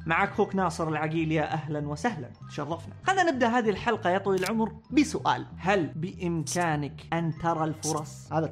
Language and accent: Arabic; Saudi Arabia; إحنا عندنا في المملكة العربية السعودية، إذا ما كنت سعودي يعني، عندنا صحراء